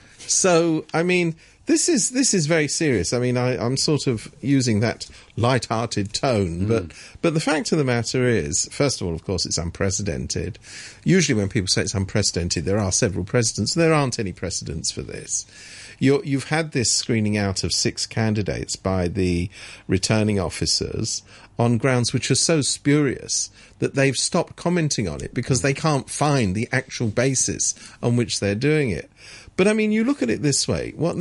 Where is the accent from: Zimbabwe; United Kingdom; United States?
United Kingdom; England; I'm from England